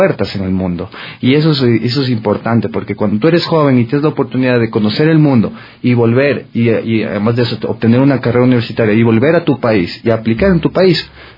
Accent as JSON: {"language": "Spanish", "country": "Ecuador", "moved": "yes", "said": "cuando yo me fui, yo les decía, soy ecuatoriano"}